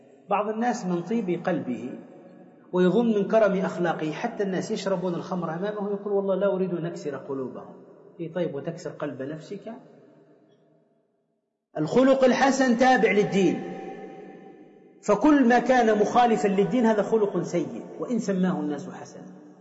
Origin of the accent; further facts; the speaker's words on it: Tunisia; فكما يقال عندنا في تونس قبيح الوجه قبيح الفعل